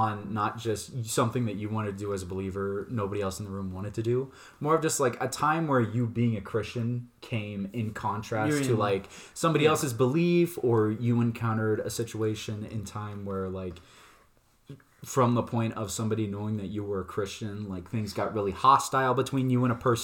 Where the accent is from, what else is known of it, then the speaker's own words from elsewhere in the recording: Soda Springs, Idaho, United States; back in my hometown of Soda Springs, as I was saying before, I was big shrimping in my Boy Scouts troop.